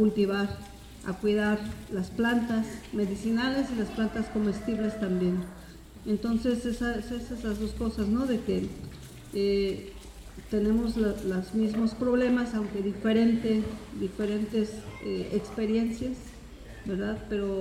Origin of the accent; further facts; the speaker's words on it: Oaxaca, Mexico; allá en Oaxaca nosotros estamos trabajando junto con agrónomos, con técnicos, en el rescate de la medicina tradicional